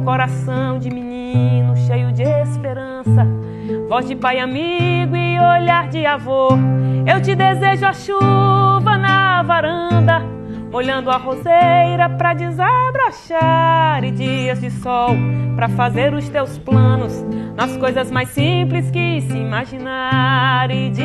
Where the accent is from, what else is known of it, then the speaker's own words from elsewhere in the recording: Nova Floresta, Paraíba, Brazil; sou paraibana, nasci numa cidade da Paraíba chamada Nova Floresta, tenho 30 e poucos anos